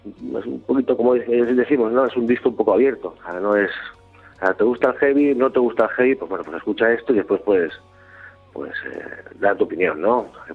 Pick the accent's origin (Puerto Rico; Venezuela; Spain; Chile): Spain; Tarragona, Catalonia; nosotros somos de aquí, de Tarragona, de Cataluña